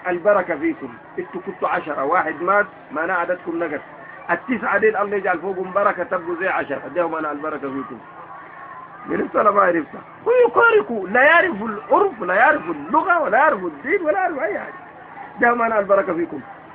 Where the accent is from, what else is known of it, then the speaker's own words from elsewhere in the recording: Sudan; ومن العادات الكعبة عندنا في السودان